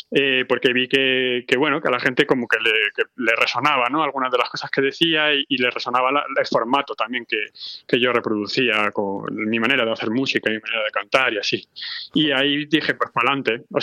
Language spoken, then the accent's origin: Spanish; Madrid, Community of Madrid, Spain; Sí, yo crecí en Madrid, o sea, me crié allá, sí, en Carabanchel.